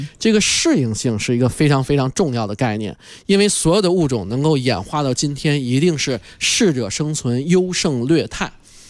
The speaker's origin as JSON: {"language": "Chinese", "country": "China", "said": "咱们中国啊普遍的动物都是怕人的，因为中国是确实咱5000年的文明史已经造就了我们中国人和动物有一个很有意思的关系"}